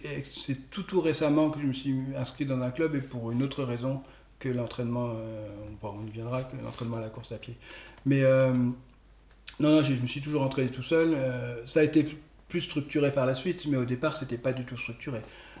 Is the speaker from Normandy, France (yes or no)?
yes; Normandy, France; Moi, je venais de Normandie, il n'y en avait pas.